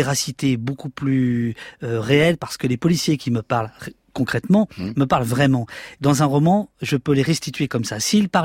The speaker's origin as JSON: {"language": "French", "town": "Poitiers", "region": "Nouvelle-Aquitaine", "country": "France", "said": "mais moi j'ai 18 ans, je viens de Poitiers"}